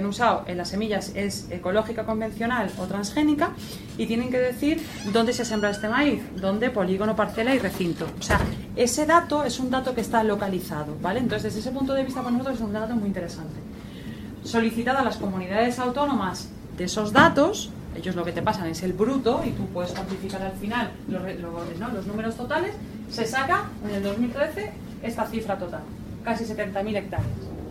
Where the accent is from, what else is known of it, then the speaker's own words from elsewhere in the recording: Valencia, Valencian Community, Spain; Yo soy de Valencia